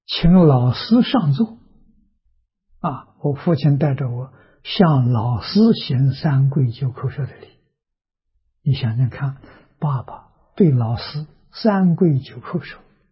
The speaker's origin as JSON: {"language": "Chinese", "town": "Tongcheng", "region": "Anhui", "country": "China", "tie": "born or raised there", "said": "小时候生长在农村，农村里头有私塾，啊，我们家乡乡下读书的风气很盛，那是桐城派的老家"}